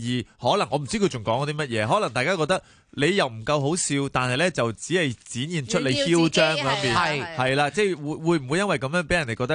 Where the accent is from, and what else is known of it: Hong Kong